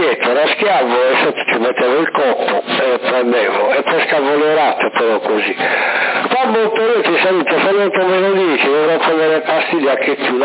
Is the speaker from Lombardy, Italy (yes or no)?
no; Sardinia, Italy; perché noi non siamo sardi, non siamo di fuori, siamo sardi.